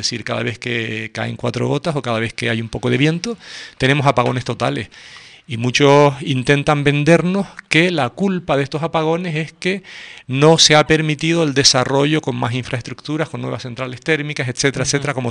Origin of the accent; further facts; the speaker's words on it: Las Palmas de Gran Canaria, Canary Islands, Spain; yo recuerdo de niño como mi padre me llevaba a ver el barranco, yo soy de Las Palmas, a ver el barranco de Guiniguada a correr.